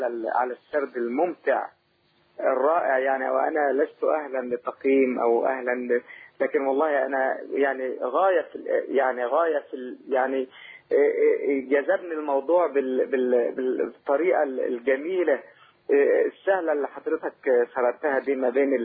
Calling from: Saudi Arabia; أنا من السعودية أشكركم جدا

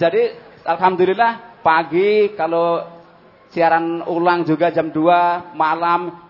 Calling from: Batu Marta, South Sumatra, Indonesia; saya dari Sumatera Selatan mewakili dari Batu Marta

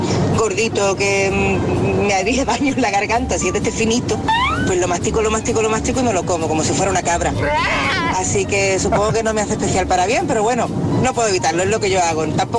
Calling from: Algeciras, Andalusia, Spain; de Algeciras.

